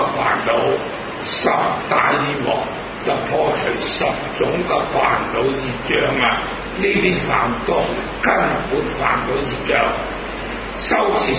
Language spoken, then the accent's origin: Cantonese; Hong Kong; 咁我哋香港人咧，那咁啊，榕樹頭好多嗰啲夜晚咧